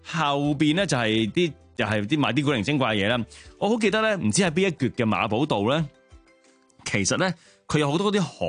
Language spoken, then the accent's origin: Cantonese; Hong Kong; 老实讲啊，而家我哋香港人有几好约一个人食早餐啊？